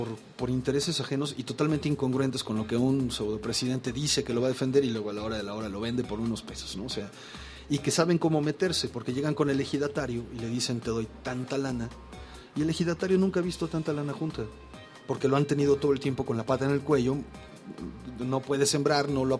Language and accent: Spanish; Mexico; Pero nosotros como mexicanos